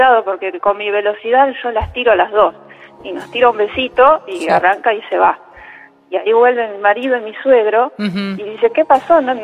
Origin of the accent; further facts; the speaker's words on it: Tres Arroyos, Buenos Aires Province, Argentina; De Tres Arroyos.